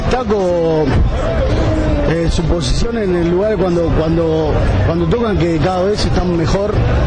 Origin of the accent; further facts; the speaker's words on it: Buenos Aires, Argentina; de Mataderos.